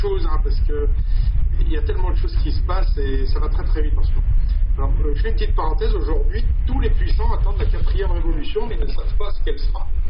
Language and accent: French; Auvergne-Rhône-Alpes, France; now in Saint-Maurice, France; je suis actuellement depuis 2004 dans les Vosges. À la base, je suis savoyard et je suis venu travailler il y a quelques années en Alsace. Et suite à un problème personnel, je suis venu habiter ici à Saint-Maurice.